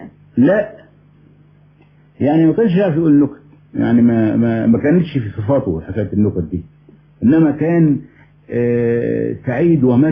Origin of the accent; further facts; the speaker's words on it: Egypt; هو انا اولا مصري الجنسية، والمصريين بشكل عام